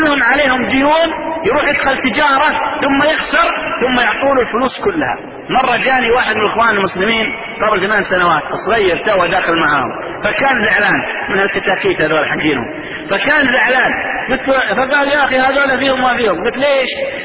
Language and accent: Arabic; Saudi Arabia; والقرضاوية انتشر عندنا في السعودية